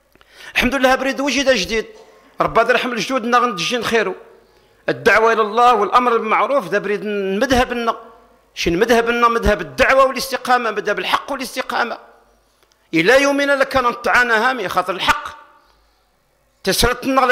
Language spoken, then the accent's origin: Arabic; Algeria; انا جزائري وكذلك انا من امه محمد صلى الله عليه وسلم